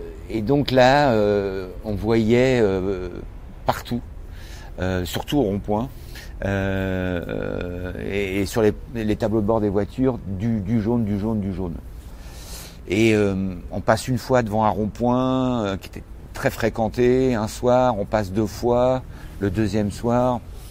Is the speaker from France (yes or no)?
yes; France; Je suis un Français, et c'est un peuple très politique, la France, qu'on le veuille ou non.